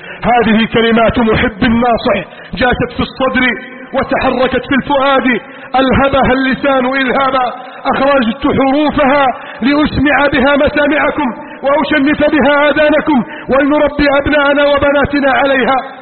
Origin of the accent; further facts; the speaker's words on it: Egypt; واجعل بلدنا مصر آمنا مطمئنا سخاء رخاء عظيما منتصرا كبيرا يا رب العالمين